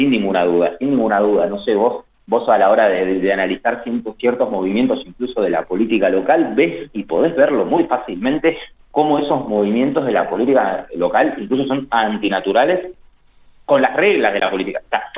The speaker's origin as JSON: {"language": "Spanish", "region": "Buenos Aires", "country": "Argentina", "tie": "born there", "moved": "yes", "said": "Yo soy porteño, yo digo que soy fueguino, pero soy porteño de nacimiento, pero soy fueguino en realidad, hace 4 años."}